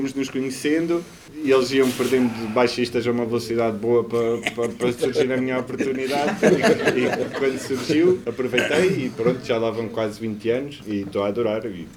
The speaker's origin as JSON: {"language": "Portuguese", "town": "Castelo Branco", "region": "Centro", "country": "Portugal", "tie": "born or raised there", "also_born_or_lived": "Foios / Lisbon", "said": "Eu nasci numa aldeia muito pequenina perto de Espanha, que são os Foios, ao pé de Sabugal, mas cresci em Castelo Branco, secundário e todo. Também morei 5 ou 6 meses em Valverde."}